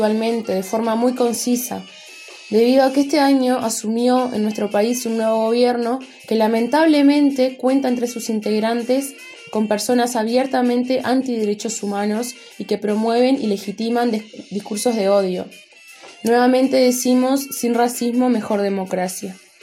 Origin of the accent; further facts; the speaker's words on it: Uruguay; tengo 23 años, soy de Uruguay, soy técnica en desarrollo y artesana, activista y militante del feminismo negro en los grupos Misangas e Identidad Afro